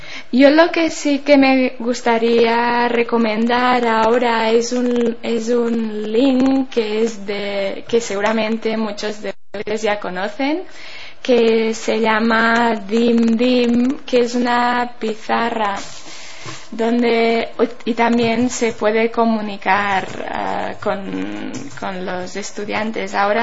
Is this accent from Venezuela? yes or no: no; Berga, Catalonia, Spain; una canción tradicional de aquí, de mi pueblo, de Berga